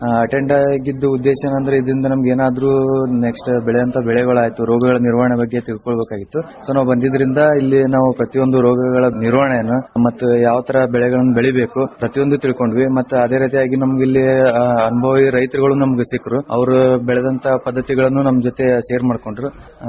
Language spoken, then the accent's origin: Kannada; Bijjargi, Karnataka, India; ನಮ್ಮೂರು ಬಿಜ್ಜಿರ್ಗಿ